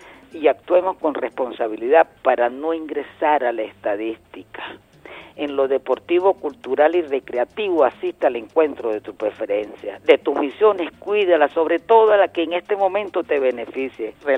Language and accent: Spanish; Venezuela; Es el camino para tolerarnos entre todos y darnos un abrazo como venezolanos.